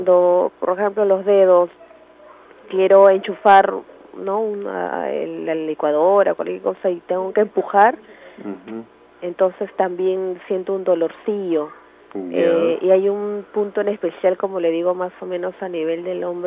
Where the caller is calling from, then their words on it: Villa María del Triunfo, Lima, Peru; de Villa María del Triunfo.